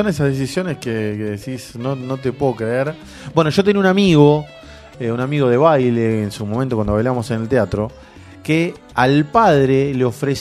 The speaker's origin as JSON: {"language": "Spanish", "country": "Argentina", "said": "Pero bueno, es así, somos argentinos y tenemos la sangre latina que no podemos con nuestro genio."}